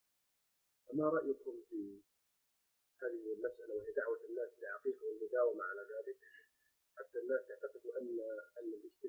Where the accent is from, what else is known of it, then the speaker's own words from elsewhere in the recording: Jeddah, Makkah Province, Saudi Arabia; عندنا في جدة، بل بالمملكة العربية السعودية عموما